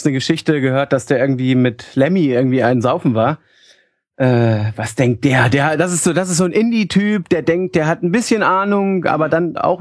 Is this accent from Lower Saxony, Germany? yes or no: yes; Hanover, Lower Saxony, Germany; Ich bin Hannoveraner, ich kann doch keine Dialekte.